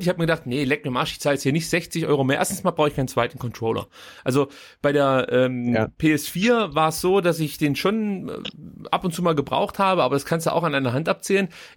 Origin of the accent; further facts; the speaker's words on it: Reutlingen, Baden-Württemberg, Germany; Und in Reutlinge, da wo ich herkomme, fast, nicht ganz